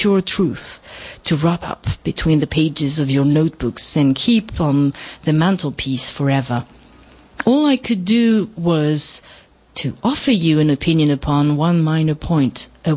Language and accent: Spanish; France; que soy francesa de familia y ascendencia peruana.